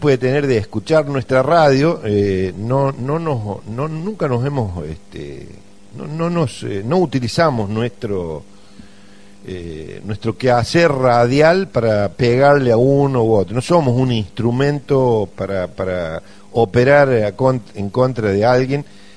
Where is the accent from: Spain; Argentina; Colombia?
Argentina; San Pedro, Córdoba; me presenté como que soy de San Pedro, no de Villa Dolores